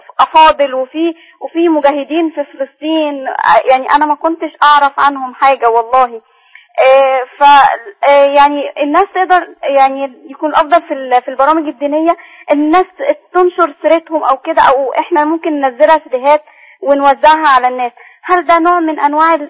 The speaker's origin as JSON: {"language": "Arabic", "country": "Egypt", "said": "إحنا مصريين"}